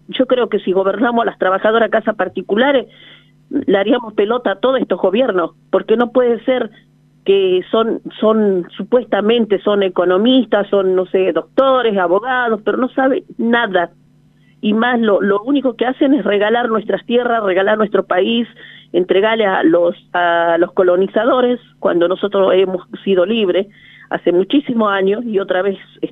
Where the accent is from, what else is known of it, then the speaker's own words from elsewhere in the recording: Jujuy, Argentina; Yo me sumo porque soy jujeña. Y también soy de ese pueblo aborígenes, descendiente de los Toara